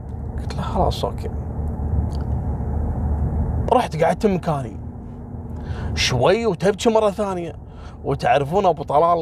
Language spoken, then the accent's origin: Arabic; Kuwait; احنا كويتيين قليل في شارع الصحافه